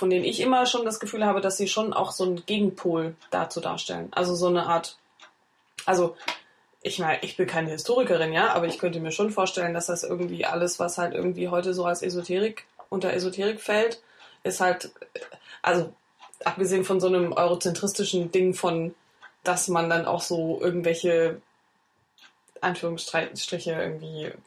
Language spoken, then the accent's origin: German; East Germany, Germany; ich bin ja im Osten groß geworden, also zumindest in Teilen, da war das noch ein bisschen anders